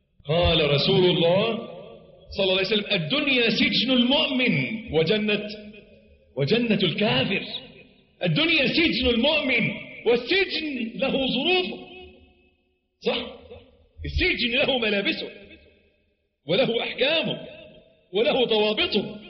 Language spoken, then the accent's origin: Arabic; Egypt; عندنا في مصر معلش تلاقي الواد الميكانيكي طول الأسبوع مزيت